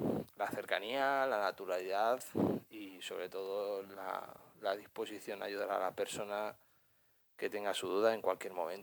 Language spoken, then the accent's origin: Spanish; Madrid, Community of Madrid, Spain; tengo 32 años, soy de Madrid.